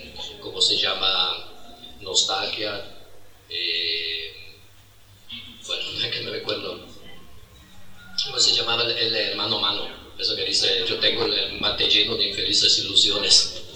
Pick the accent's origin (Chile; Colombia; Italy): Italy; Spanish is a second language; now in Argentina; yo me considero italiano, porque mi formación está en Italia. Yo estudié la facultad en Italia. No puedo considerarme argentino.